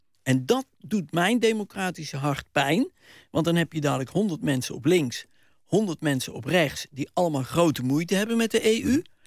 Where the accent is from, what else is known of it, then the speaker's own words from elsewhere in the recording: Netherlands; Wat wij als Nederlanders ook eens even moeten leren